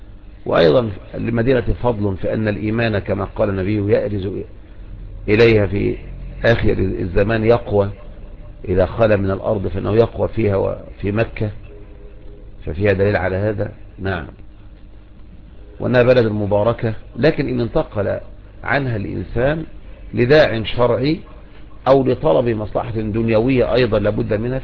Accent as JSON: {"language": "Arabic", "country": "Egypt", "said": "لكن عندنا في مصر نقول بس يعني عن الكلام"}